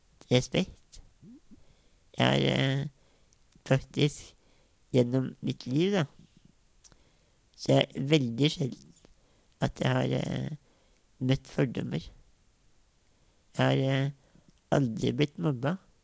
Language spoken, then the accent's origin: Norwegian; Innlandet, Norway; Jeg er politiker og fra Valdres i Oppland. Jeg er bondesønn.